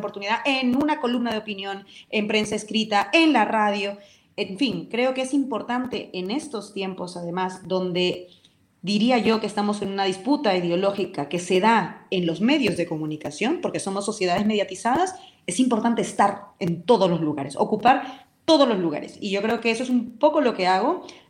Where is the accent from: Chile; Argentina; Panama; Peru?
Peru; accent: Peruvian; now in Spain; Tú me estás escuchando y mi acento no es un acento español. Tengo mi acento, hablo como hablaba en Perú y se me ve.